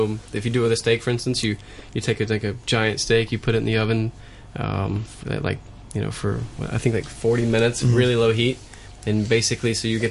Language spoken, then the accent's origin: English; North Carolina, United States; Vinegar and chili flake only, but I'm from North Carolina.